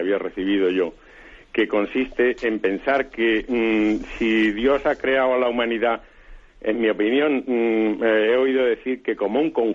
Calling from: Seville, Andalusia, Spain; de Sevilla.

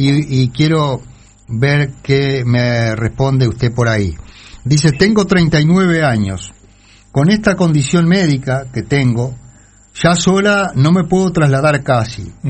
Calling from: Durazno, Uruguay; de Durazno, saludo

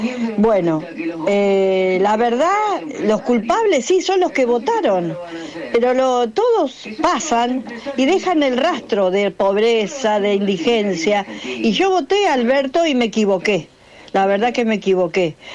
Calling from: Ituzaingó, Buenos Aires Province, Argentina; de Ituzaingó.

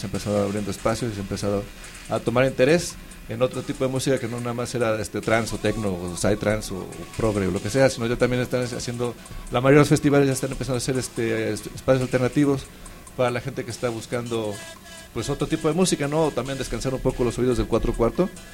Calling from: Mexico; Aquí saludando desde México.

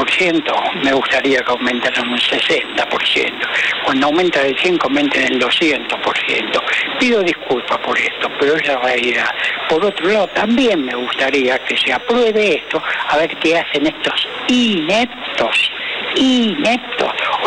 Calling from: Buenos Aires, Argentina; de Devoto. Quiero aclarar que soy un jubilado de 74 años.

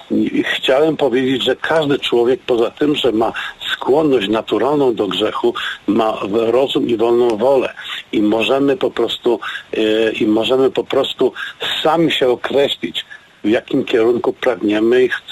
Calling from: Gliwice, Silesian Voivodeship, Poland; jestem z Gliwic.

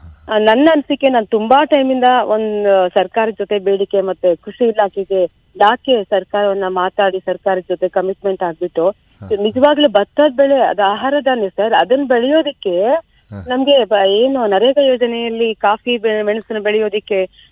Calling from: Seekanahalli, Karnataka, India; ಸೀಕನಹಳ್ಳಿ Belur taluk.

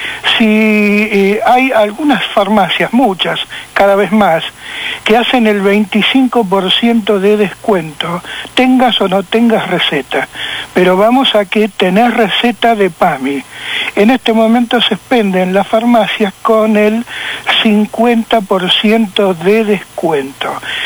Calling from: Boedo, Buenos Aires, Argentina

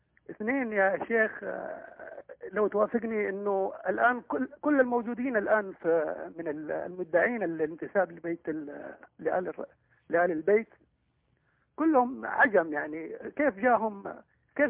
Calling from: Saudi Arabia; وكلنا نحبك هنا في السعودية.

